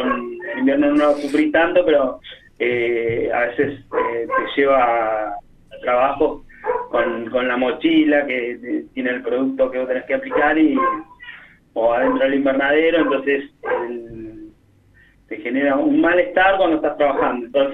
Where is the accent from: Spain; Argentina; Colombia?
Argentina; Monte Grande, Buenos Aires Province; Somos de Monte Grande